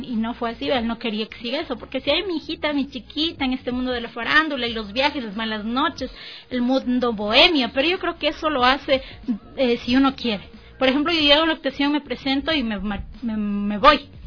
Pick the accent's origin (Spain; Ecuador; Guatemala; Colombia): Ecuador; Soy la única de Ecuador, no hay más.